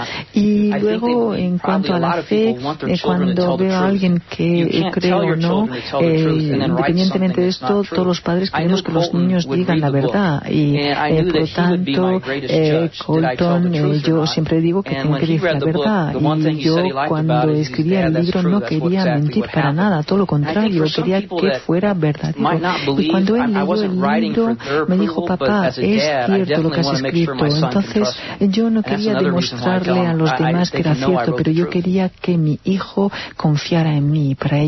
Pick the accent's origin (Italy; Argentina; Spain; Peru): Peru; Imperial, Lima; mis padres se las arreglan para que en Imperial, mi pueblo, yo siga siendo un niño normal